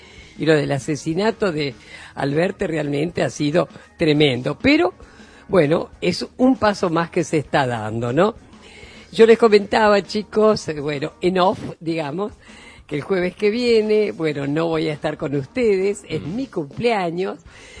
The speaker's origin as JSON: {"language": "Spanish", "town": "Paraná", "region": "Entre Ríos", "country": "Argentina", "said": "este domingo estoy viajando a mi patria chica, a Paraná, Entre Ríos"}